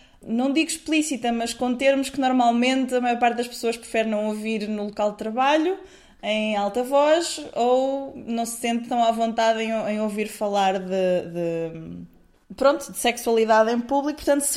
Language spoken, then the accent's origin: Portuguese; Coimbra, Centro, Portugal; Eu estou habituada, eu sou de Coimbra